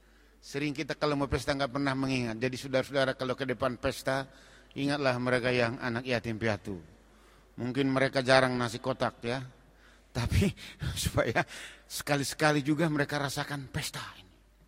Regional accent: Manado, North Sulawesi, Indonesia; Makanya ada orang berkata kalau kami orang Manado, anjing pun melahirkan pesta katanya.

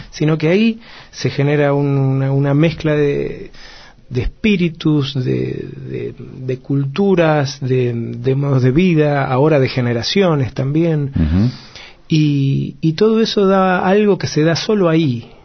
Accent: Buenos Aires, Argentina; born there; nací en Matadero sobre el fin de la década del 60, pero también vengo de tantos otros lugares del sur, con orígenes mapuches, franceses, españoles, italianos

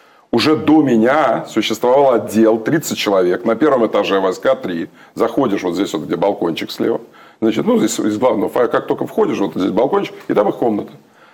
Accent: Ukraine; Я украинец. Я украинец, у меня дед румын, бабка, ее мать полячка, а полька, а ее отец болгарин, Дмитро Лазанов, а мать Нина Дубницкая с Варшавы.

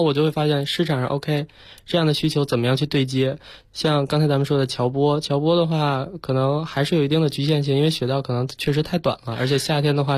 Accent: Beijing, China; 虽然说这是我的家乡，我是北京人，但同样我在这边过去十年都没有在北京生活过了

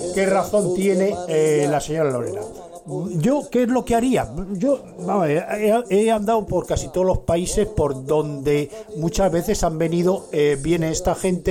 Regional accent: Madrid, Community of Madrid, Spain; born there; Vamos, yo no soy del norte, yo nací en Madrid.

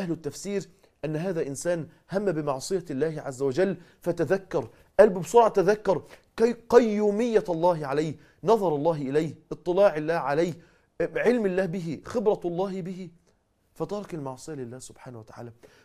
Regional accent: Mansoura, Dakahlia, Egypt; حادثة حصلت عندنا في المنصورة

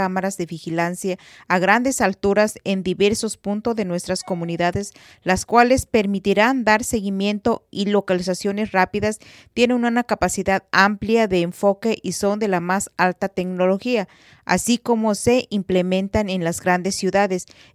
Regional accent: Ichán, Michoacán, Mexico; municipio de Chilchota, Michoacán, donde es, por supuesto, mi municipio. Ahí es donde pertenezco, y Chan, de donde yo soy.

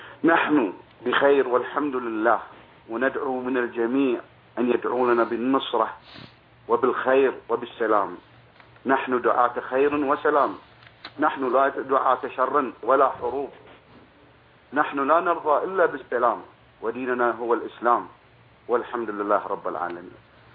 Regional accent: Bahrain; وأنا كإنسان بحريني بسيط

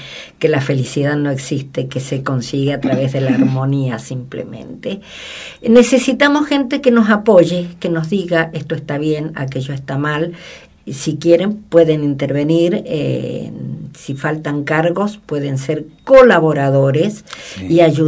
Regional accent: Argentina; y que podamos seguir siendo argentinos cada vez mejores y con más ideas

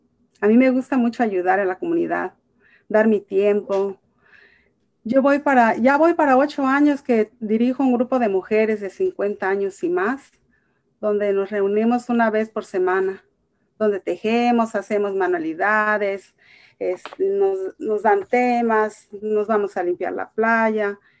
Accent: Michoacán, Mexico; now in United States; soy de Michoacán y estoy casada y tengo dos hijos. Soy trabajadora del hogar ya por 32 años y agradecida con Dios por llegar a este país de Estados Unidos

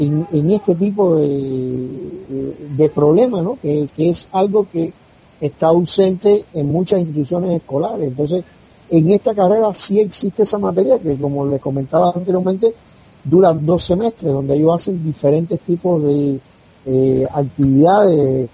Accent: Havana, Cuba; now in Santa Cruz de la Sierra, Bolivia; aunque yo vivo en Santa Cruz de la Sierra, pero yo soy cubano, nací, viví ahí bastante tiempo, y en una isla

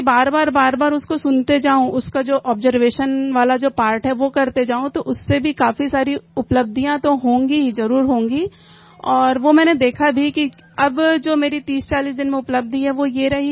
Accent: Raipur, Chhattisgarh, India; मैं रायपुर से हूँ।

